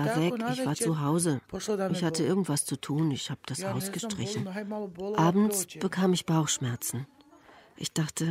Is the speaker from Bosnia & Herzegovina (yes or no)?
yes; Modriča, Republika Srpska, Bosnia & Herzegovina; geboren in Modrica. Das ist drüben in der Serbischen Republik.